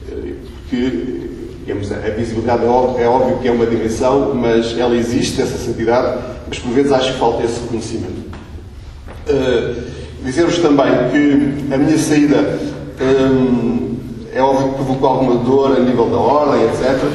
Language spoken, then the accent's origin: Portuguese; Trás-os-Montes, Portugal; Eu vivo, como disse, eu sou transmontano.